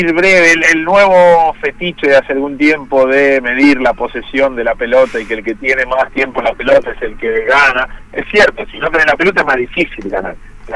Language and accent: Spanish; Argentina; Claro, pero por suerte nosotros somos Argentina